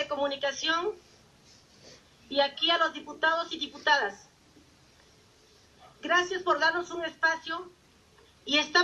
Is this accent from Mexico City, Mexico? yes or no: no; Tixtla, Guerrero, Mexico; Yo soy originaria de Tizca de Guerrero.